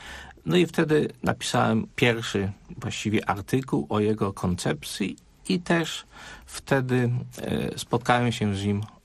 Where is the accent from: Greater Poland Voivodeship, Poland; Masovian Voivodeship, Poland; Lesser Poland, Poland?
Greater Poland Voivodeship, Poland; Kalisz; pochodzę z Kalisza i w okresie rewolucji Solidarności byłem uczniem szkoły średniej, konkretnie liceum ekonomicznego.